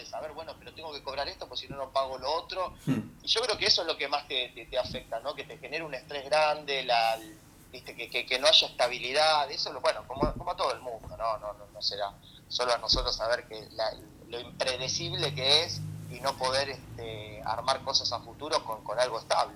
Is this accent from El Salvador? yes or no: no; Argentina; somos argentinos